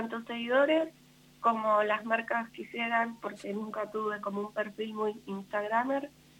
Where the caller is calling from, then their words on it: Buenos Aires, Argentina; Estoy en Buenos Aires, en Capital Federal.